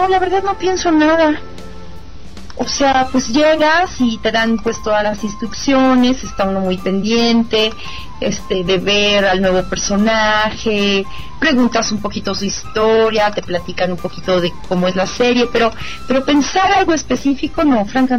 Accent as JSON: {"language": "Spanish", "region": "Mexico City", "country": "Mexico", "said": "yo soy chilanga y aquí casi ni me muevo de la Ciudad de México."}